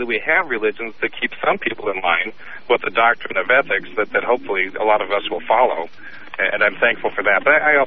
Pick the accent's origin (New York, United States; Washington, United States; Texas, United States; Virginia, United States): Washington, United States; Seattle; Well, I'm from Seattle originally, so there you go.